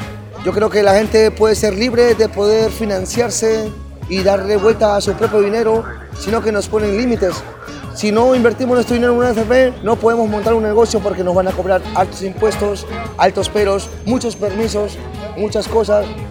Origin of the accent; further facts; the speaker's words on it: Peru; de Perú, soy un artesano de la calle